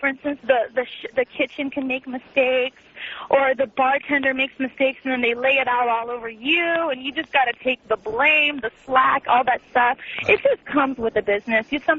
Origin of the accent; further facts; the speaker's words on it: Portugal; Right, I'm from Portugal, and the tip is actually 18% at all times always added in.